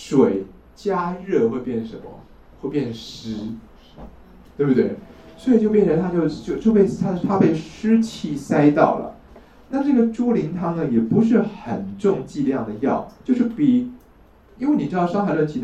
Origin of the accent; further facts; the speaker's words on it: China; 但这也是我们中国人的一种迷信啊